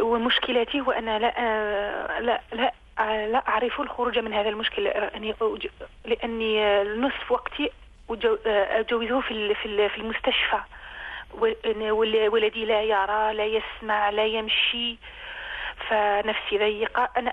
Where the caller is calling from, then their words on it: France; من فرنسا، أريد سؤال